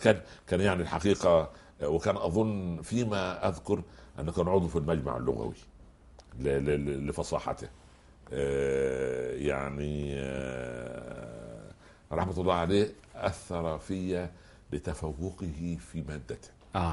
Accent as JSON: {"language": "Arabic", "country": "Egypt", "said": "كان عندنا في مصر هذا التعبير"}